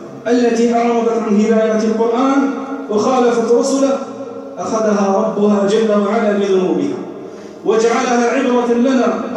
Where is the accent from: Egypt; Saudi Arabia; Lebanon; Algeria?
Algeria; من أجل النعم التي ننعم بها في بلادنا الجزائر